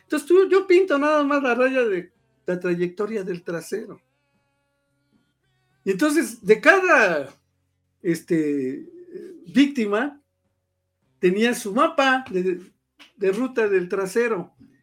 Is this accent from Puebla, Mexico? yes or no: yes; Puebla, Mexico; aquí no lo vas a ver porque aquí somos poblanos